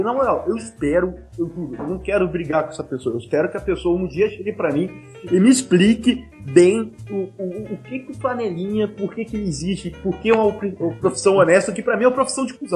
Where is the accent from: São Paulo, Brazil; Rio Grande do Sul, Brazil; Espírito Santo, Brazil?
Espírito Santo, Brazil; Vitória; born there; Vitória, onde eu nasci, Vila Velha, e assim, eu falo, Vassouras é minha cidade de coração.